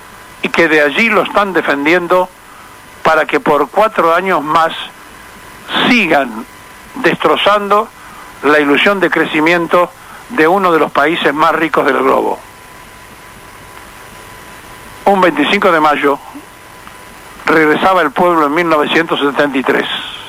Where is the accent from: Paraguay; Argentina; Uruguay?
Argentina; 2 siglos y 9 años después, miramos la misma plaza, pero no somos los mismos argentinos.